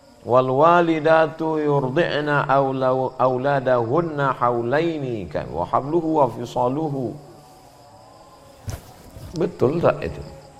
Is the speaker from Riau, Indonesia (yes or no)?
yes; Riau, Indonesia; saya dari Sumatera